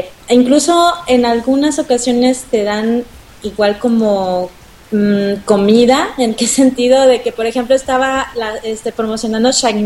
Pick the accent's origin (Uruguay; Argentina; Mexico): Mexico; Mexico City; lo bueno que somos del DF